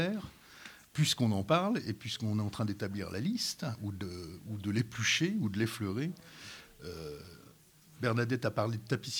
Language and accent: French; Baccarat, Grand Est, France; born there; Je suis né à Baccarat, donc voilà.